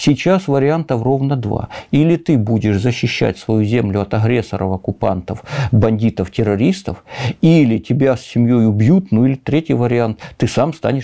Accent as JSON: {"language": "Russian", "town": "Horlivka", "region": "Donetsk Oblast", "country": "Ukraine", "tie": "born or raised there", "said": "Имеется мой родной город Горловка, например, окраина ее Зайцево."}